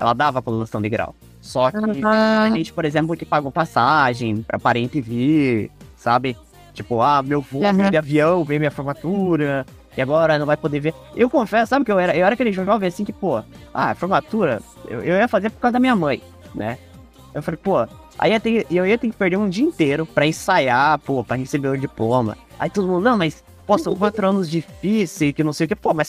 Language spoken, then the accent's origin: Portuguese; São José dos Pinhais, Paraná, Brazil; Eu confesso que de São José eu não sou, nasci e estou morando em São José, né? Sempre morei perto do aeroporto a minha vida inteira.